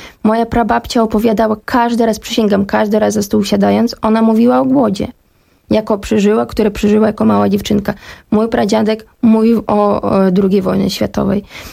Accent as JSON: {"language": "Polish", "region": "Kyiv", "country": "Ukraine", "said": "ja pochodzę z Kijowa i ja pamiętam pierwsze takie, ja miałam dwa strachy wtedy tego pierwszego dnia."}